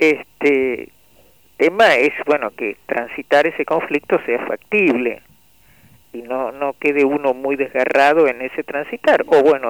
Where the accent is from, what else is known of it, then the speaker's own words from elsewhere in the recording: Tucumán, Argentina; cómo crecimos en Tucumán, ¿no?, en el medio de una crisis tremenda, en el año 66